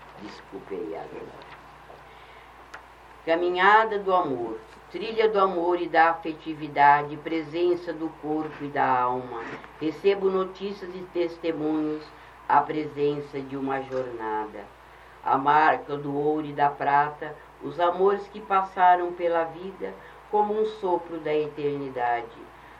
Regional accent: Novo Horizonte, Mato Grosso, Brazil; Aposentei, voltei para o estado do Mato Grosso, para a minha cidade natal, que é Novo Horizonte.

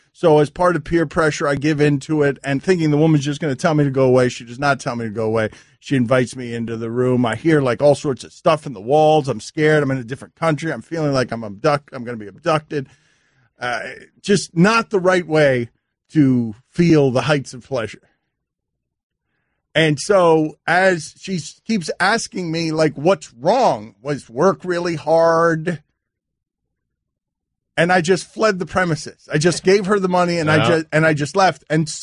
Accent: Miami, Florida, United States; because I'm from Miami, so she's like, Miami, aquarium.

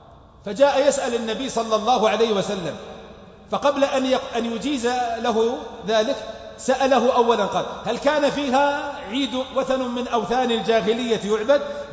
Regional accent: south, Saudi Arabia; accent: southern; هذه لهجتنا اهل الجنوب

